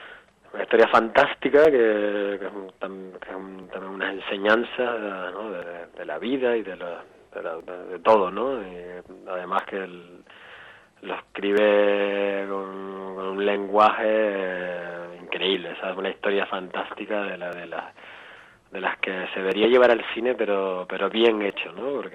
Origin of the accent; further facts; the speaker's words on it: Puerto de la Cruz, Canary Islands, Spain; now in Barcelona, Spain; yo soy del Puerto de la Cruz